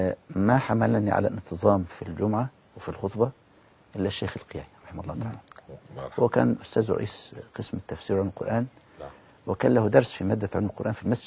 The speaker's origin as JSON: {"language": "Arabic", "town": "Al-Badari", "region": "Asyut Governorate", "country": "Egypt", "said": "أنا من مركز البداري محافظة أسيوط."}